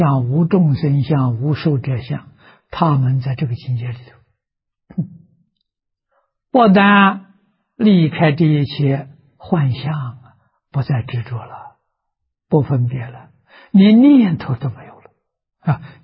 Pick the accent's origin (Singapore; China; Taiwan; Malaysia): China; 我们中国人讲啊，一团和气啊